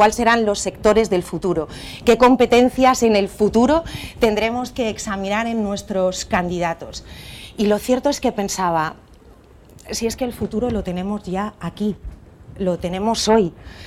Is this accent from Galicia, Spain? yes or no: no; Madrid, Community of Madrid, Spain; accent: Castilian; Como veis, acento no tengo. Llevo toda la vida viviendo en Madrid, así que tengo un acento un poco más castellano, pero la realidad es que mi familia es de aquí, es de Sevilla, toda mi familia es de Andalucía